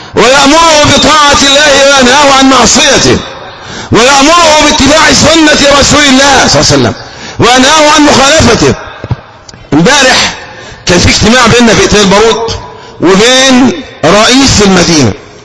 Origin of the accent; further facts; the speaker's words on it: Egypt; مثلا عندنا في مصر مصلحة ضخمة جدا